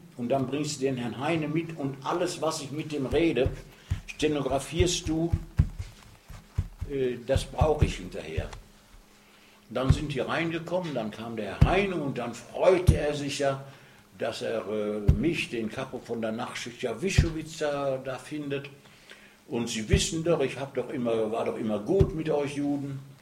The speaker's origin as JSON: {"language": "German", "region": "North Rhine-Westphalia", "country": "Germany", "said": "Und dann kann ich in meine Heimat ins Ruhrgebiet gehen."}